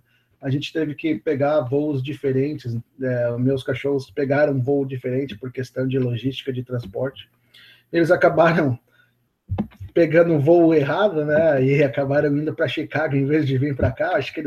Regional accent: Rio Grande do Sul, Brazil; also born or lived in São Paulo; eu sou, né, eu nasci em São Paulo, mas me criei no Rio Grande do Sul

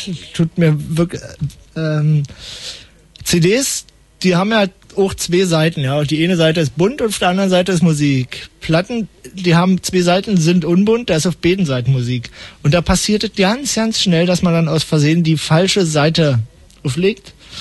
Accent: West Germany, Germany; kann ich nicht, ich bin aus dem Westen.

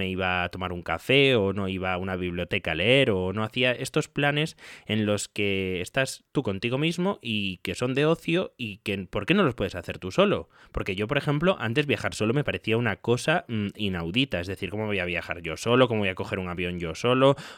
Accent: Galicia, Spain; yo soy gallego y nunca había estado en Soria o en Guadalajara

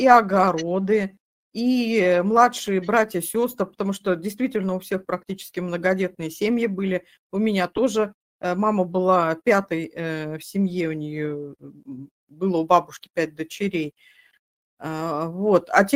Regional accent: Siberia, Russia; а мало кто понимает, только мы понимаем, сибиряки

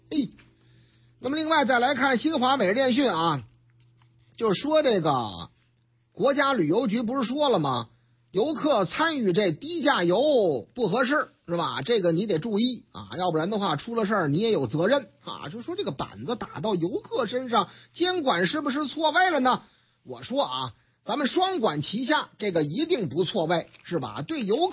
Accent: Shanghai, China; now in Beijing, China; 虽然说我老家上海嘛

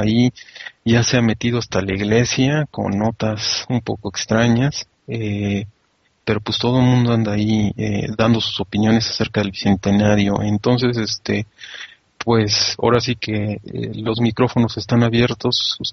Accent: Mexico; sigo siendo tan mexicano porque nací en este país y punto

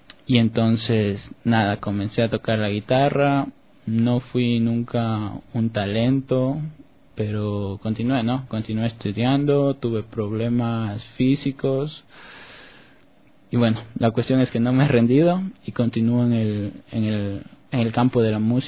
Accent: Quito, Pichincha, Ecuador; yo crecí aquí en Quito, en el barrio La Kennedy, que queda un poco al norte de la ciudad

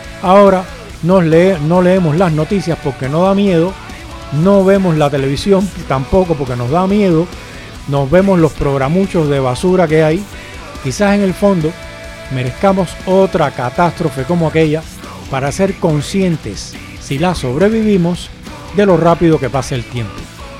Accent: Cuba; born there; me recuerda a Cuba, que es el país donde yo nací.

